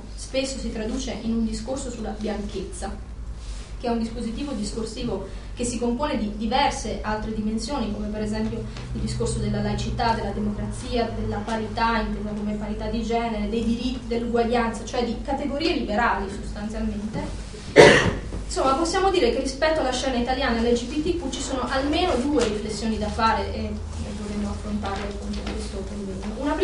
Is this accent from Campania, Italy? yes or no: yes; Montoro Superiore, Campania, Italy; moved away; non ho potuto fare come coming out nel mio paese, eccetera, io banalmente come donna probabilmente non sarei venuta via da Montoro Superiore, in provincia di Avellino, se avessi potuto andare a vivere per conto mio.